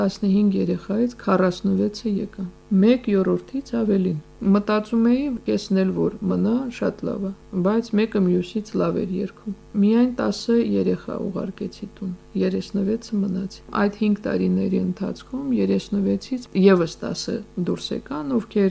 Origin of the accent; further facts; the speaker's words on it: Stepanakert, Nagorno-Karabakh, Azerbaijan; Ես Ստեփանակերտում մեծացած, Երևանում սովորած, գնացի գյուղում